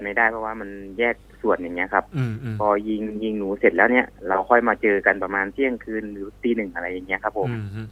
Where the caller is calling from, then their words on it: Rangsit, Pathum Thani, Thailand; ตอนนี้ที่รังสิตอะครับ